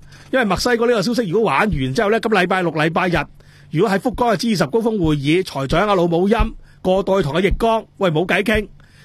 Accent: Hong Kong; 我諗我哋香港人早餐都要50,000以上咯

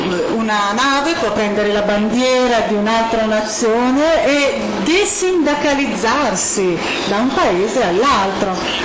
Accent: United States; io sono scettico in quanto statunitense

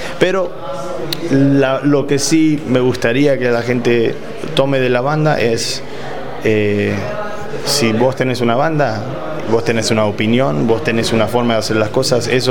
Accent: Argentina; accent: mixed with English, Mexican and Guatemalan; now in California, United States; yo cuando voy a Argentina me dicen, pero no, medio que tenés acento diferente, y sí, porque vivo en California, viste, tengo el acento mezclado con el inglés, con el mexicano, con el guatemalteco, con lo que sea, es obvio.

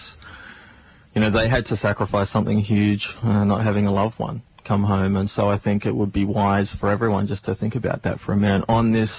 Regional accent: Australia; And I think, as an Australian, I think everyone should know how to play.

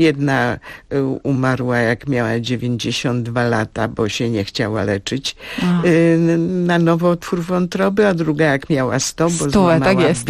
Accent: Międzyrzec, Lublin Voivodeship, Poland; born there; Ja się urodziłam jakby na Litwie.

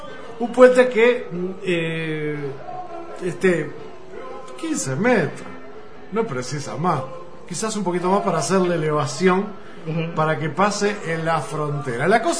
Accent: Uruguay; se nos contempla más como ciudadanos, como comunicadores, como uruguayos

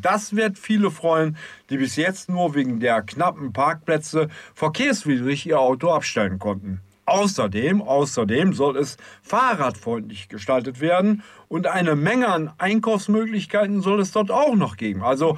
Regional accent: Düsseldorf, North Rhine-Westphalia, Germany; das hört man als Düsseldorfer gerne, Aufwertung des Mintrop-Platzes.

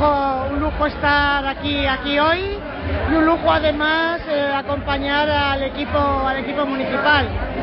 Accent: Navarre, Spain; nos sentimos orgullosos como navarros y navarras y por la parte que nos toca.

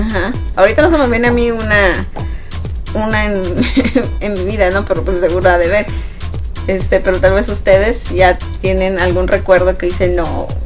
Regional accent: Sonora, Mexico; la carrilla de por ejemplo, de Sonora, para los que somos sonorenses, es muy peculiar

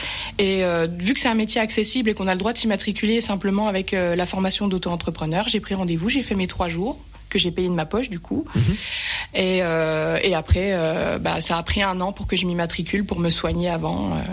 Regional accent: Remiremont, Grand Est, France; Alors, je suis native de Remiremont, j'ai toujours vécu ici, j'ai 27 ans

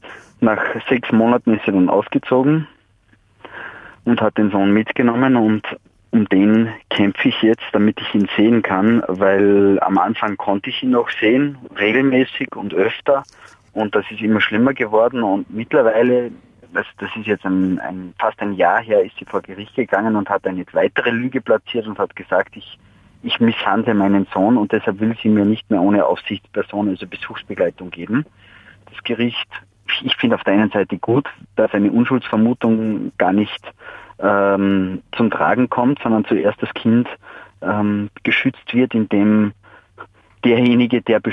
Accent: Salzburg, Austria; now in Vienna, Austria; Ich bin ein Salzburger, nur ich bin wegen meiner Frau nach Wien gezogen

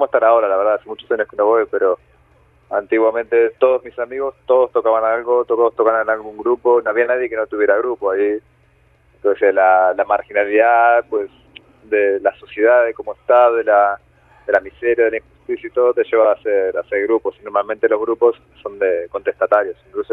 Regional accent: Argentina; moved away as an adult; now in Spain; Yo soy argentino.

